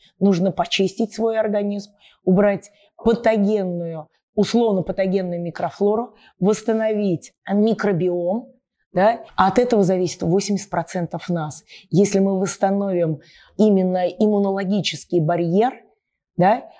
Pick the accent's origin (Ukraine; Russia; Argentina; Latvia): Russia; Nizhny Novgorod, Nizhny Novgorod Oblast; я из Нижнего Новгорода